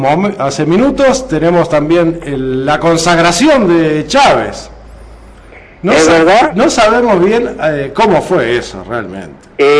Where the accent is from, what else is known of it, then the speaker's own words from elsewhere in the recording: Uruguay; a mí como uruguayo no me interesa ser el presidente de América